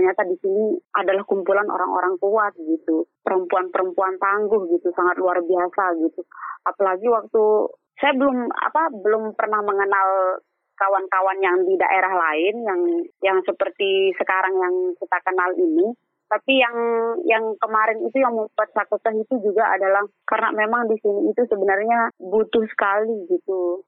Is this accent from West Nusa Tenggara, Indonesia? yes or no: yes; East Lombok, West Nusa Tenggara, Indonesia; Karena kebetulan saya juga kan dari Lombok Timur gitu.